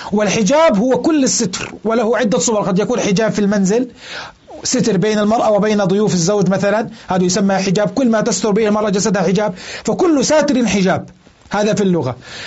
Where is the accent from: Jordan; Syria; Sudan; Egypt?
Jordan; إذا كان أكثر من قطعة عندنا في الأردن